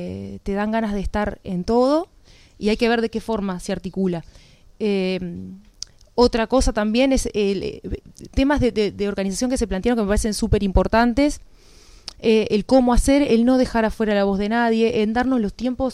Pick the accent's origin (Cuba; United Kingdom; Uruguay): Uruguay; Progreso, Canelones; Yo soy de Progreso, pero tengo el corazón en Santa Lucía.